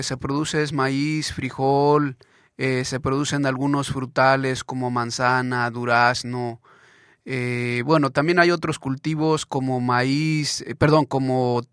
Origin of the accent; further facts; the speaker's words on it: Iztacamaxtitlán, Puebla, Mexico; Sí, en mi caso yo vengo del municipio de Iztacamaxtitlán, en el estado de Puebla, digamos equivalente a lo que es la provincia en México.